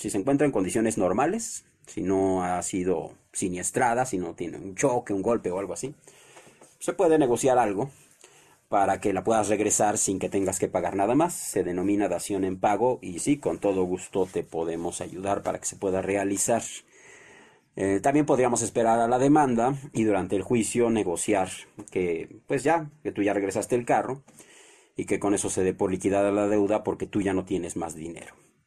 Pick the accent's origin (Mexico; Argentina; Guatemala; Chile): Mexico; algo tendremos que hacer de verdad como mexicanos